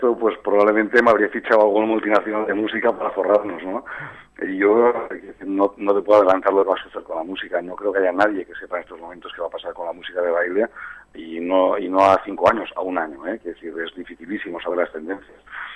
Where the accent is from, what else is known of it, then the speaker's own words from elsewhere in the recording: Fraga, Aragon, Spain; Yo estoy allí en Fraga, nosotros somos gente de pueblo, gente muy popular, somos de aquí, de España, y nos movemos prácticamente poco